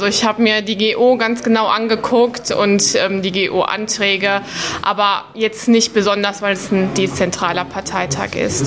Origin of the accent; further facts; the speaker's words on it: Hagen, North Rhine-Westphalia, Germany; Ich komme aus Hagen